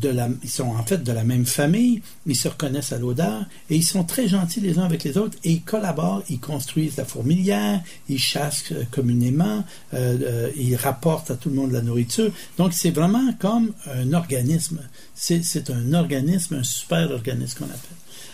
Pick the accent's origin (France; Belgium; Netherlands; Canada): Canada; Montreal, Quebec; je suis un Québécois, francophone, canadien, nord-américain, il y a plusieurs échelles de culture, là, mais je suis un Québécois, francophone, un Montréalais.